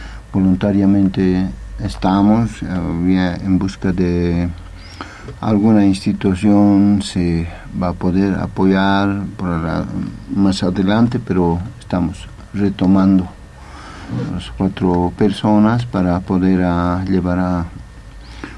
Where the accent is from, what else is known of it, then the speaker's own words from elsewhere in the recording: Tiwanaku, La Paz, Bolivia; yo soy un aymara, en primer lugar. Yo soy de Tiahuanaco, que tenemos un hospital de medicina natural.